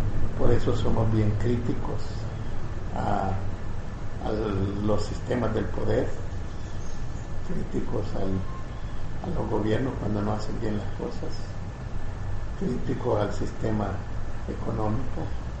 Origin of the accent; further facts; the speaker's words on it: San Miguel, El Salvador; Yo soy de San Miguel.